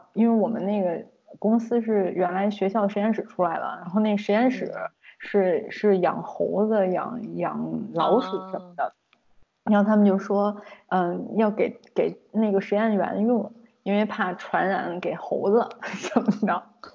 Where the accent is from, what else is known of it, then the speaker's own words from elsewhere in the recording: China; 我是中国人